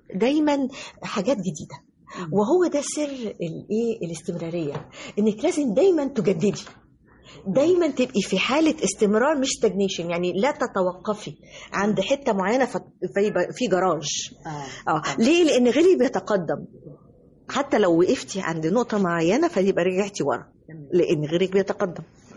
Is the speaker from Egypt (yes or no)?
yes; Egypt; الحقيقة أنا يعني بأهدي هذا التكريم لمصر كلها، لأني أنا مصرية في النهاية، أنا المصرية.